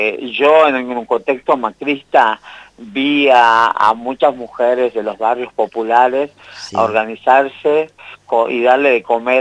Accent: Amaicha del Valle, Tucumán, Argentina; born there; Yo nací en Amaicha del Valle, en Tucumán.

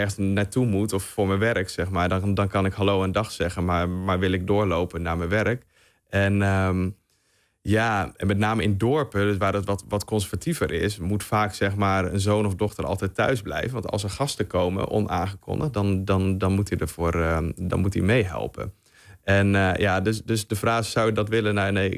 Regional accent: Netherlands; Maar ja, ik als Nederlander in ieder geval zou dat nooit doen.

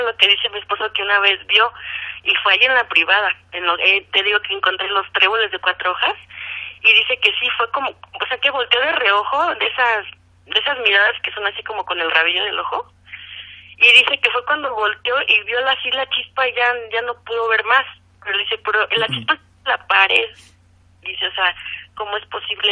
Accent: Toluca, State of Mexico, Mexico; Sí, mira, yo soy de Toluca.

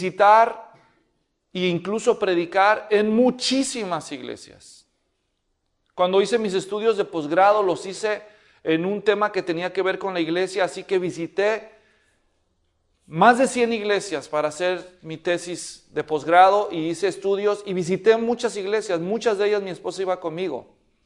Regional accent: Guadalajara, Jalisco, Mexico; allá donde yo nací, en la ciudad de Guadalajara, donde somos mi esposa y yo

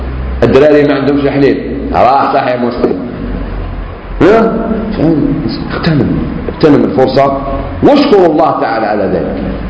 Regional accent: Algeria; انتم منين؟ احنا من الجزائر.

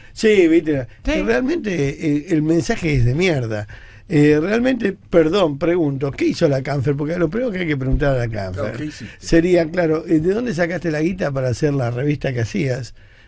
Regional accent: Argentina; somos todos argentinos.

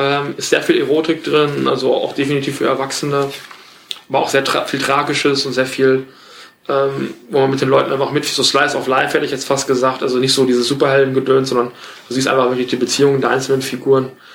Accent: West Germany, Germany; Ich bin aber auch so in den 80ern geboren, ich bin im Westen aufgewachsen.

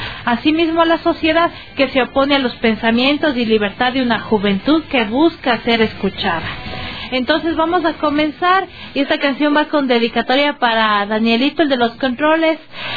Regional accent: Cuenca, Azuay, Ecuador; se formaron en 1989, en el año en que yo nací, y justamente de mi tierra querida, Cuenca, Ecuador.

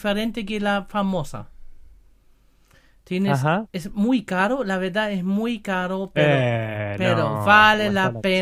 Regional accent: Germany; Spanish is a second language; Porque yo soy alemán y yo sabe todo el cerveza

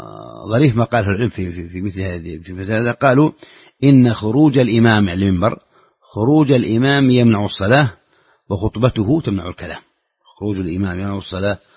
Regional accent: Saudi Arabia; خاصة إذا كنت في السعودية وهو يبدو لك فعلا هذا لأن حافز عندنا في السعودية

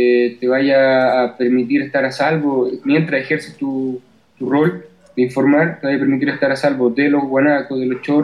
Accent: Chile; tuviéramos como chileno que tuviéramos que pedir permiso para manifestarnos.

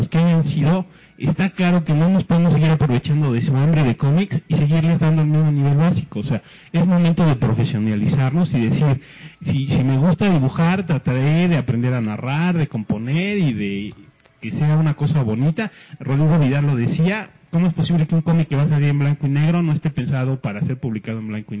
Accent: Mexico; No, somos mexicanos, para empezar.

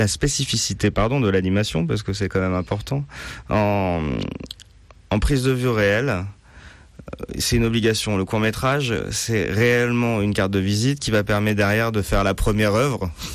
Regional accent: Nice, Provence-Alpes-Côte d'Azur, France; born there; j'ai toujours été pas très loin de la mer parce que je suis né à Nice, parce que mes parents m'ont toujours amené jusqu'il y a peu en Bretagne, d'abord sur une presqu'île puis ensuite sur une île.

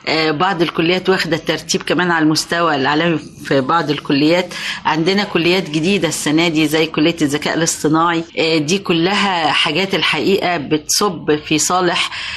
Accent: Kafr El Sheikh Governorate, Egypt; عندنا في كفر الشيخ في استعدادات الحقيقة لاستقبال الولاد

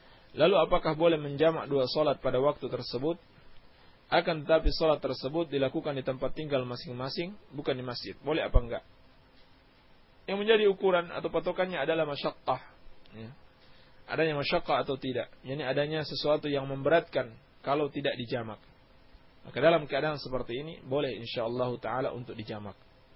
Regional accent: Banjar, Indonesia; …. Saya dari Banjar.

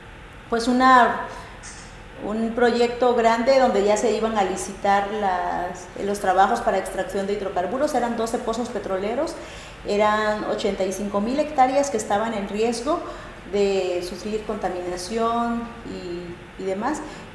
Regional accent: Chapultenango, Chiapas, Mexico; nosotras venimos de Chiapas, yo soy de Chapultenango, Chiapas, soy de la cultura Zoque. Los Zoques estamos ubicados al norte del estado de Chiapas. Somos una población de alrededor de 70.000 hablantes.

